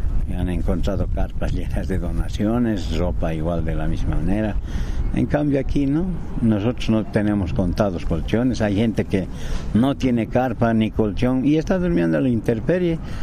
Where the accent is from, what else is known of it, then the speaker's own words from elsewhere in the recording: La Paz, Bolivia; nosotros estamos recibiendo la donación de mi pueblo, de mi ciudad, que es La Paz, y mis vecinos.